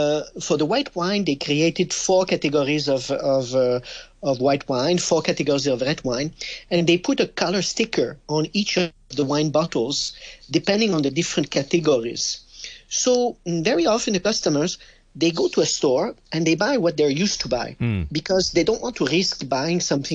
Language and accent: English; Quebec, Canada; accent: French; English is a second language; My French accent betrays that I'm from a French country, but I'm actually from Canada. I'm from Quebec.